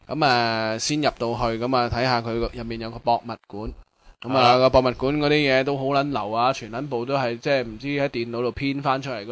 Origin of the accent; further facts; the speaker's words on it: Hong Kong; 佢听到我哋系香港嚟嘅